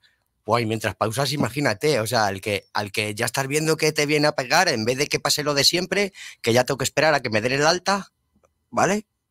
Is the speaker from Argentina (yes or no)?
no; Madrid, Community of Madrid, Spain; Hostia, yo soy madrileño.